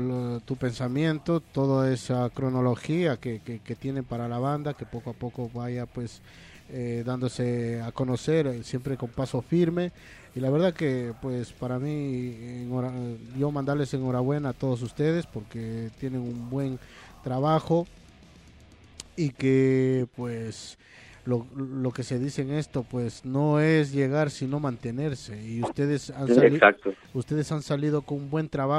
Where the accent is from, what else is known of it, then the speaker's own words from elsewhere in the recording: Loja, Ecuador; yo soy de la parte de Loja, de muy al sur, de frontera con Perú prácticamente, de Catamayo.